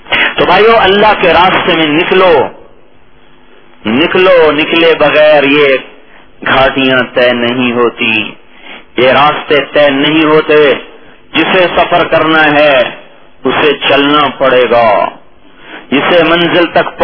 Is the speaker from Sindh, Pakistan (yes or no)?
no; Khanewal, Punjab, Pakistan; چلو بھائی خانے وال چھوڑ دے، میرا ضلع خانے والا شاید آپ ناراض ہو جائیں